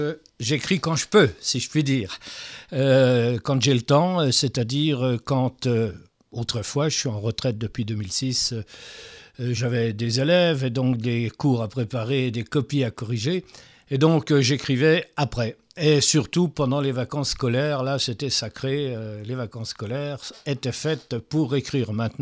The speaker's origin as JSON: {"language": "French", "town": "Nancy", "region": "Grand Est", "country": "France", "tie": "born or raised there", "said": "Je suis né à Nancy en 1945 d'un père vosgien et enseignant et d'une mère franc-comtoise et mère au foyer, ancienne ouvrière. Donc une famille à la fois de paysans du côté paternel et ouvrière du côté maternel."}